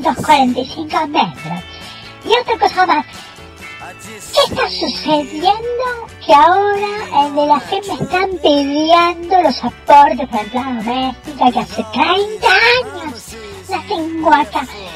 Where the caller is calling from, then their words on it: Pilar, Buenos Aires Province, Argentina; Y les estoy hablando desde el Partido de Pilar. Acá estoy en mi country